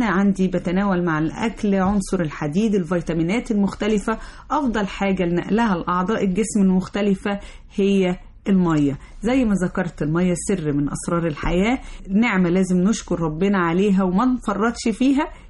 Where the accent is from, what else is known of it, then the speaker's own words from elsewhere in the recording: Egypt; اللي احنا كطبيعتنا كمصريين طول الوقت بنتعرض للتلوث